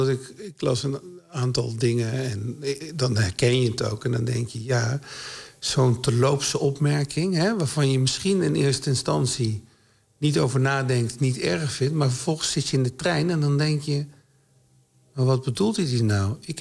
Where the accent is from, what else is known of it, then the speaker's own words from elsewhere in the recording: Nijmegen, Gelderland, Netherlands; Ja, ik kom uit Nijmegen, precies.